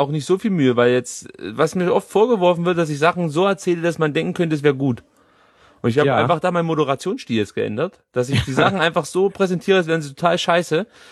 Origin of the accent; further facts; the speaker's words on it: East Germany, Germany; Ja, ich bin nur gelernter Wessi sozusagen.